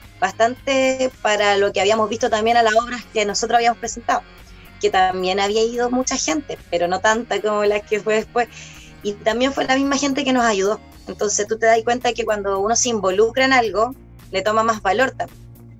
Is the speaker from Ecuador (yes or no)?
no; Concepción, Biobío, Chile; now in Cañete, Chile; Yo soy de Concepción, venía haciendo trabajo artístico desde siempre